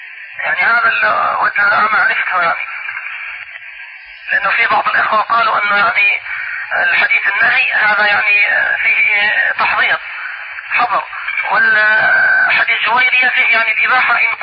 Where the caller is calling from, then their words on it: Mecca, Makkah Province, Saudi Arabia; شيخ انا بكلمك يعني من مكة